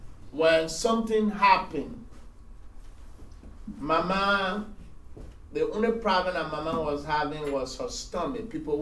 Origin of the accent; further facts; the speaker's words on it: Nigeria; So when I came from Nigeria with a zeal and an energy, so we started a prayer